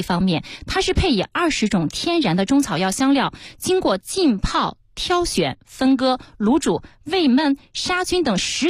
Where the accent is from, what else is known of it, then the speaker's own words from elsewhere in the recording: Inner Mongolia, China; 今天给大家带来的是我家乡的特产巴特羊蝎子。